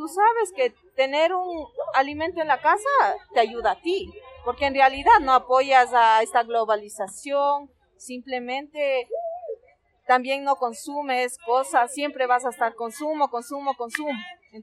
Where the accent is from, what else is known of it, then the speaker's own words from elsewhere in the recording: Nayón, Pichincha, Ecuador; Al momento que nosotros cultivamos, sembramos plantas, porque somos de Nayón